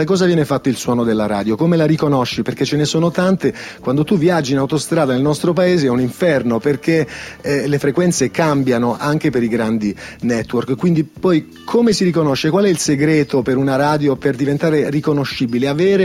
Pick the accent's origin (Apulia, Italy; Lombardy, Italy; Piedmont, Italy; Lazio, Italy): Apulia, Italy; Foggia; io che provengo da Foggia mi sentivo un po' piccolo